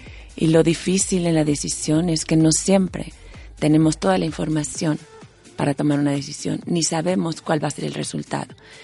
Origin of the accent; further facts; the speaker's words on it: Mexico; Yo no elegí ser mexicana, ni nacer en una familia de 9 hermanos, ni ser la quinta, ni ser la segunda mujer en mi casa, ni ser de madre española y padre mexicano